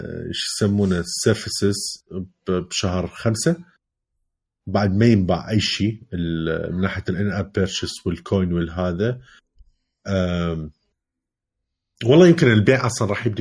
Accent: Iraq; كعراقية كلية لدى حسة شوية نسبيا ضعيفة

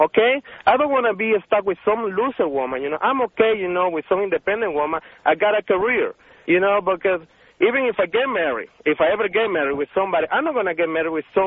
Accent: Venezuela; English is a second language; now in United States; I'm a computer engineer, you know. And I'm from Venezuela

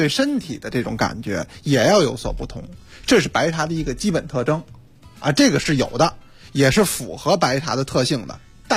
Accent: Beijing, China; 你看我们北京人，咱们以前都喝的是花茶

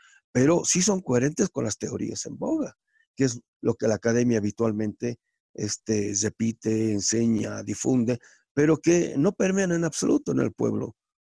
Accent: Bolivia; El hecho de que yo sea universal o crea que soy universal, soy boliviano

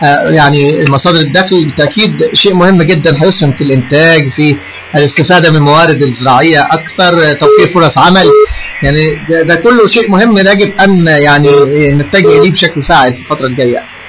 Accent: Luxor, Luxor Governorate, Egypt; انا احد ابناء الاقصر كما تعلم، وكنت في صغري ارى العربيات الكبرى بتاعه التصدير

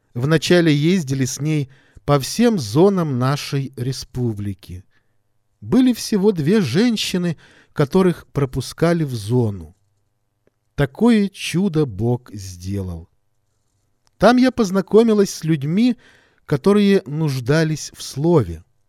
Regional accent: Dushanbe, Tajikistan; мне пришлось оставить труд, который я совершала в моем родном городе Душанбе.

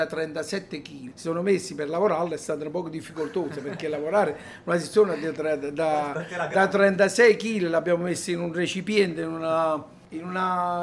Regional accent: Campania, Italy; Io sono un campano, preferisco tifo per le squadre del sud.

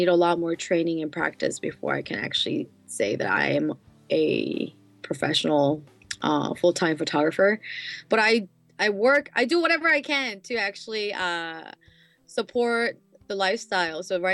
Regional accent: South Korea; English is a second language; also born or lived in United States; I was born and raised in Korea. I'm Korean. And I did live in the States for about 10 years studying music. And I've came back after 10 years of that. Now I've been in Korea for about 5 years now, almost.

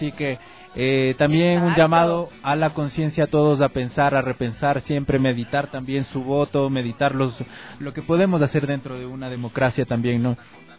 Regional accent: Ecuador; tenemos que unirnos como ecuatorianos

